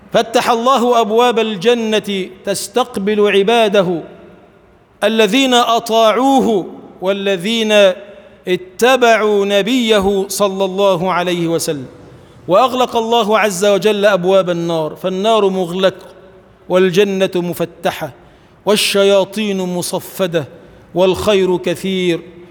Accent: Egypt; اللهم اجعل بلدنا مصر بلداً آمناً مطمئناً سخاءً رخاءً، وسائر بلاد المسلمين.

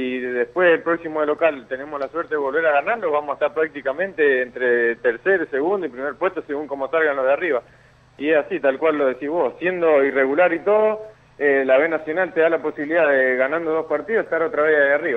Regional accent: Mendoza, Argentina; born there; now in Buenos Aires, Argentina; siempre va a ser especial, porque es mi tierra, ¿no? Donde nací, donde empecé a jugar la pelota

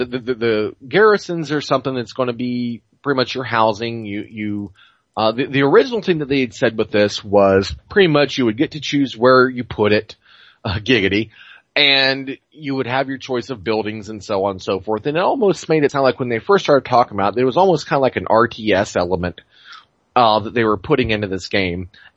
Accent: Boston, Massachusetts, United States; accent: Boston; my Boston accent comes out sounding more English than Boston

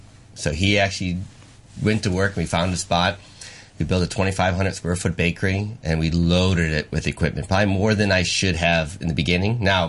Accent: United States; Well, I am American, so we dream big.

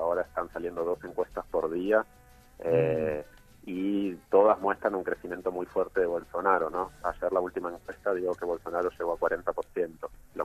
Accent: Argentina; moved away as an adult; now in Brazil; soy argentino, pero vivo hace cinco años en Brasil

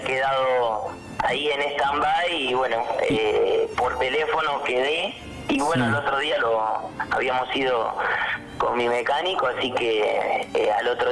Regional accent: Bahía Blanca, Buenos Aires Province, Argentina; Yo soy de Ingeniero Guay, la parte del puerto de Bahía Blanca.

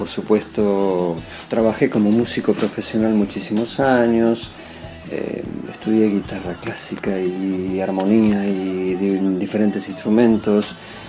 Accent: Buenos Aires, Argentina; now in Spain; Yo soy porteño, he crecido en Buenos Aires, así que quiero muchísimo esta ciudad y es como una extensión de mi casa.

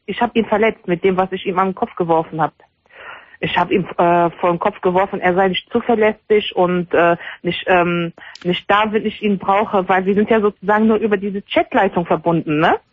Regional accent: Morocco; Ich bin Marokkanerin.

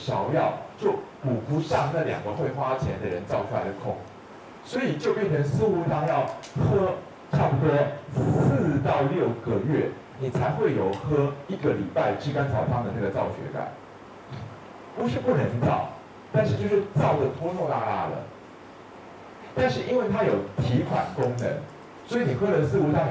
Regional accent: Taiwan; 我们台湾人是常用，不知道你们有没有用

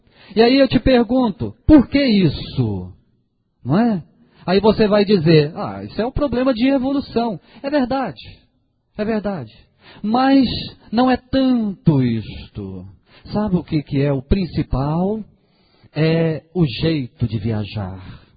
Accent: Minas Gerais, Brazil; Nós, como mineiro, né, a gente sempre fala trem, né? Para nós tudo é trem, né?

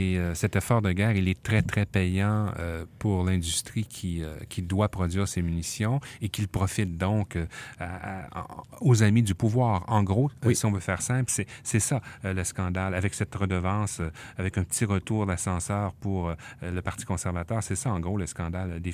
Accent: Canada; Chez nous, au Canada, comment va fonctionner cette machine de guerre?

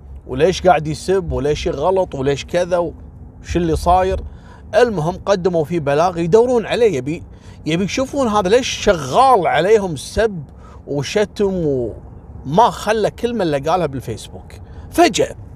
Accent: Kuwait; ذاك اليوم عندنا في الكويت

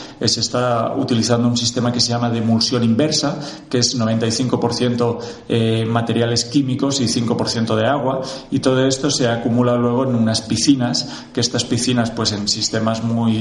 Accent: Reus, Catalonia, Spain; yo soy de Reus, puedo decir que soy también un afectado de Repsol, ¿eh? Desde que nací veía esas chimeneas de la petroquímica ardiendo.

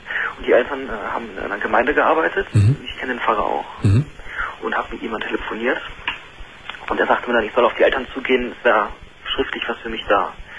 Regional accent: Düsseldorf, North Rhine-Westphalia, Germany; now in Freiburg, Germany; Und ich komme aus Düsseldorf ursprünglich, wohne jetzt in Freiburg.

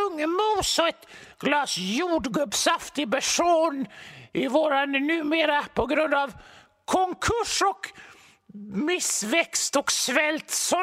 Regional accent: Västra Bodarne, Västra Götaland County, Sweden; Jag kommer från Västra Bodarne där lungmos är en delikatess som är så gott och som bara serverades när folk gifte sig eller tog studenten eller kom hem från Amerika.

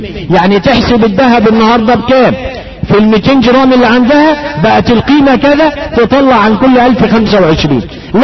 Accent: Egypt; مش معتاد عندنا في مصر واحدة يجيبونها ايه حزام ذهب ده المعتاد في السعودية

